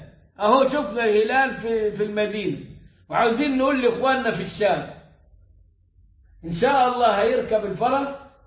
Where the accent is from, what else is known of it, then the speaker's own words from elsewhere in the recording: Egypt; وده غير إنه عندنا المرصد الخاص بينا كمصريين